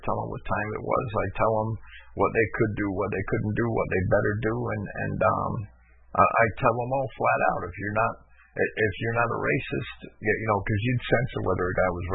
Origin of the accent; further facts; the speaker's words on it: Jersey City, New Jersey, United States; I grew up in Jersey City, and I saw the entire seedy side of life